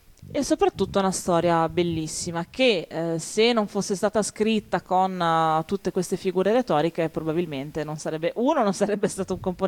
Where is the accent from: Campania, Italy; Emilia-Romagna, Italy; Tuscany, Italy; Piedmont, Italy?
Emilia-Romagna, Italy; Ferrara; io essendo ferrarese